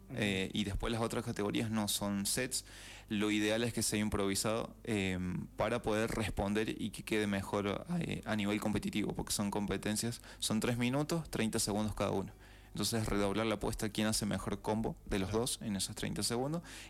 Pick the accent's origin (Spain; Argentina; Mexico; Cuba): Argentina; San Luis; sé que soy el único de San Luis